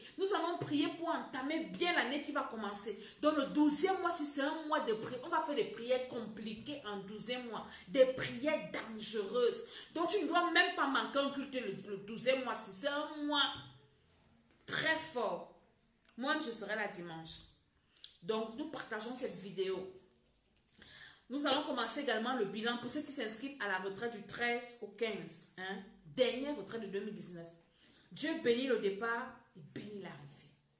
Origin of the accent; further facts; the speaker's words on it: Cameroon; comme on dit chez nous au Cameroun.